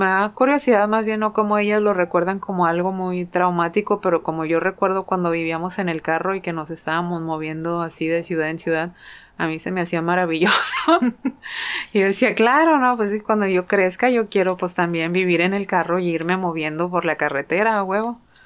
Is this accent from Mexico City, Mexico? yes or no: no; Sayula, Jalisco, Mexico; born there; Mi niñez, pues, nací en Sayula, Jalisco. Mi mamá siempre me dijo que en Guadalajara, pero descubrí que nací en Sayula, Jalisco, lo cual está bien chido.